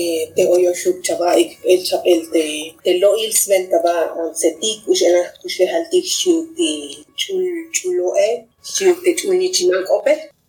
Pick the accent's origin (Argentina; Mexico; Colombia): Mexico; San Cristóbal de las Casas, Chiapas; Estoy en el contexto urbano o semiurbano, que es San Cristóbal de las Casas, que es el lugar donde yo nací y donde yo crecí.